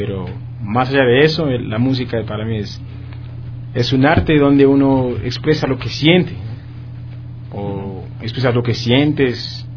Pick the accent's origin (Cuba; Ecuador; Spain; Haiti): Haiti; Spanish is a second language; yo soy de Haití